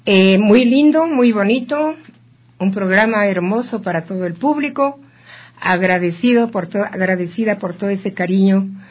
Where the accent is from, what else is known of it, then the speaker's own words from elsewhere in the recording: Ecuador; Siempre hago eso porque me gusta mi música, mi país, mi tierra, mi gente.